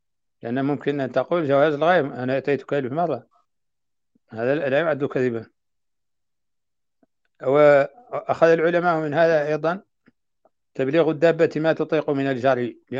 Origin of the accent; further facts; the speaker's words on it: Mauritania; عندنا في موريتانيا.